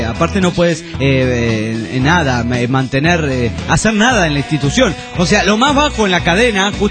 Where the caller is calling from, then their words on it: Hermosillo, Sonora, Mexico; de Hermosillo, hace un chingo que no la veníamos por aquí reportándome rápidamente